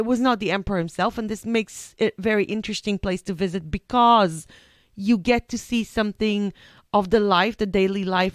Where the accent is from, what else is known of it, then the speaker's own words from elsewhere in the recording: Israel; I said I'm from Israel, and Israel has a very, very, very ancient history.